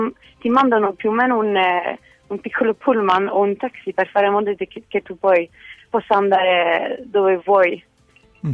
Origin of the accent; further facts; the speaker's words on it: France; Italian is a second language; Cioè, per me come francese il primo punto sarebbe quello dei trasporti